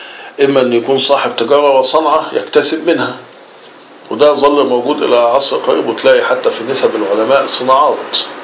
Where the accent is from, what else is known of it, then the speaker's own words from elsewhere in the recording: Egypt; ولو نلاحظ انه مع دخول الاستعمار عندنا في مصر وفي غيرها من دول